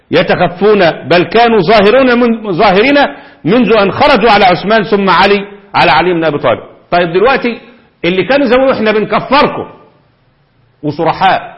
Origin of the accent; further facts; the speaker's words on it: Egypt; وده اللي حصل عندنا في مصر في كل مكان